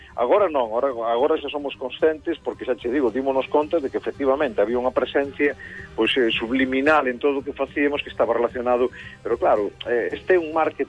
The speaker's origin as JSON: {"language": "Galician", "region": "Galicia", "country": "Spain", "said": "Si somos galegos é porque e temos un carácter como que temos e nos definimos no mundo como especiais, o Atlántico influye moito."}